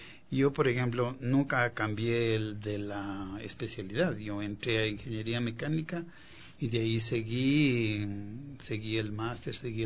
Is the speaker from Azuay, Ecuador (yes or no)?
no; Quito, Pichincha, Ecuador; moved away; Pues yo nací aquí, me crié en Quito y pues años después, desde el año 74 que salí de aquí